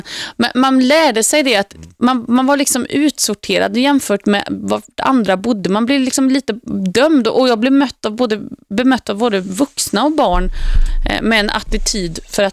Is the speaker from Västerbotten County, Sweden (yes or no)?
no; Uddevalla, Västra Götaland County, Sweden; då flyttade vi till ett miljonprojektområde i min hemstad Uddevalla.